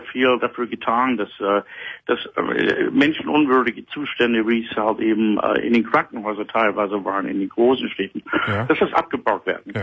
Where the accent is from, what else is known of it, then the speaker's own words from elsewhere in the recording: United States; German is a second language; now in Germany; Nein, ich rufe aus Deutschland an. Ich lebe seit 3 Jahren jetzt hier in Deutschland.